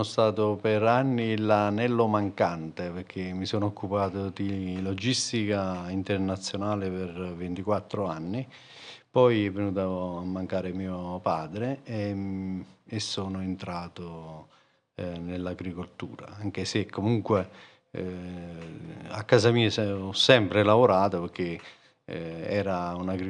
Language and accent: Italian; Somma Vesuviana, Campania, Italy; sono di Somma Vesuviana, quinta generazione di agricoltori.